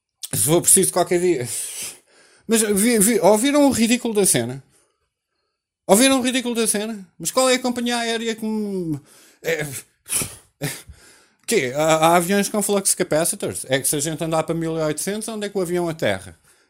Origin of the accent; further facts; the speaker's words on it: Portugal; nós vivemos sobre nós próprios, que nós vivemos como portugueses